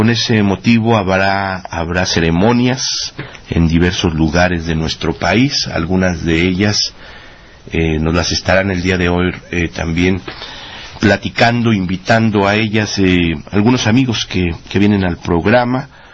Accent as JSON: {"language": "Spanish", "country": "Mexico"}